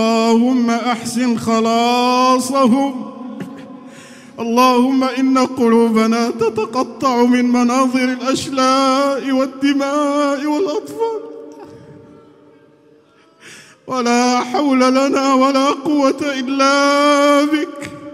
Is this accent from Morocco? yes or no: yes; Morocco; اللهم إنا نسألك يا الله أن تحفظ بلدنا المغرب الحبيب من كل بلاء وفتنة